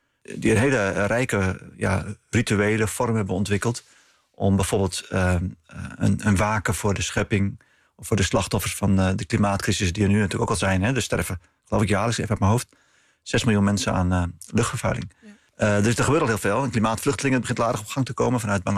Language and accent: Dutch; Netherlands; Om echt onder ogen te zien dat wij als Nederlanders met dit land... niet aan de goede kant van de geschiedenis stonden.